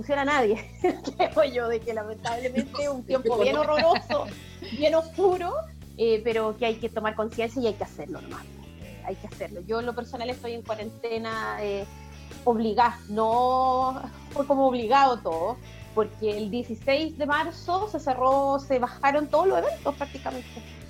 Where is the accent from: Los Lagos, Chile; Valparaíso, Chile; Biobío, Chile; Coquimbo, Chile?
Valparaíso, Chile; como wanderina, soy nacida, criada en Valparaíso, así que mi corazón es verde